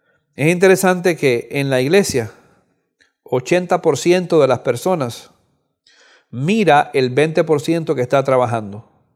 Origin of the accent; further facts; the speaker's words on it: Cuba; Yo soy de Cuba